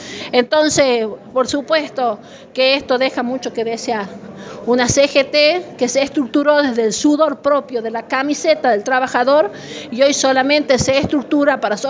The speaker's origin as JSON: {"language": "Spanish", "country": "Argentina", "said": "no podemos soportar nosotros, por ejemplo, como argentinos"}